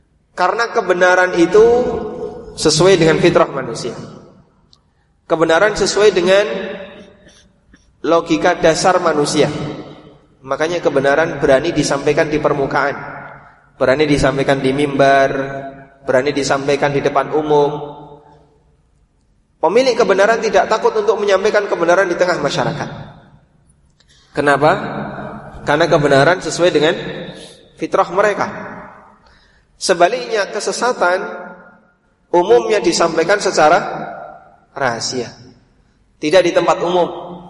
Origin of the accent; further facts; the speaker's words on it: Paciran, East Java, Indonesia; Saya datang dari Lamongan, Lamongannya jauh dari kota, pelosok, desanya namanya Paciran.